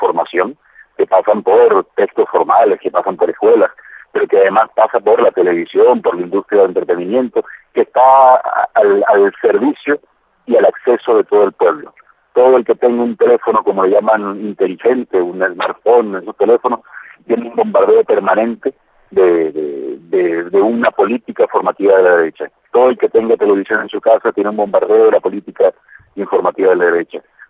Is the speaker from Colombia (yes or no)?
yes; Colombia; En mi caso, como colombiano, la paz de Colombia no es solamente para Colombia